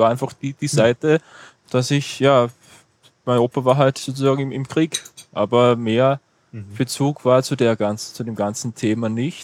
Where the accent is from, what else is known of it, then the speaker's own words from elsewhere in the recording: Rottenmann, Styria, Austria; Das ist bei uns in Rottenmann in der Obersteiermark.